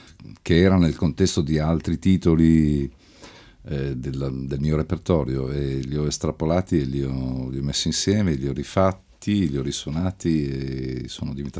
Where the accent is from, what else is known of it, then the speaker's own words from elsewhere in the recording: Turin, Piedmont, Italy; Mio papà, sì, era pugliese, mia mamma quasi napoletana, quindi cioè, sono nato per sbaglio a Torino, però... però così sono felice di aver vissuto la mia infanzia e la mia adolescenza lì